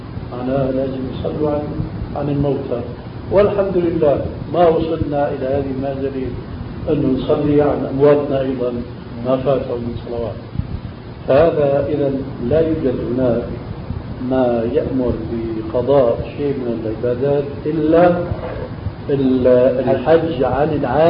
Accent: Syria; also born or lived in Albania; عندنا في سوريا خاصة في بلادنا الأصيلة ألبانيا مثلا

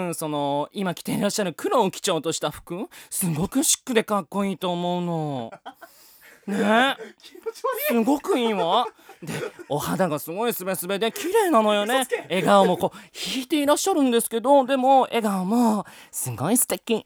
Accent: Tokyo, Japan; 出身は東京生まれ東京育ちの江戸っ子でございます。

